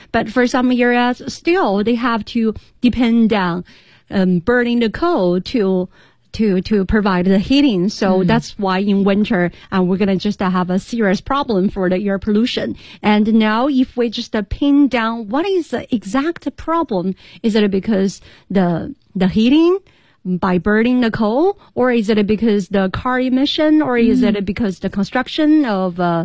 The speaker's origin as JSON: {"language": "English", "town": "Chengdu", "region": "Sichuan", "country": "China", "tie": "born or raised there", "said": "I mentioned from Chengdu, my hometown, to Beijing."}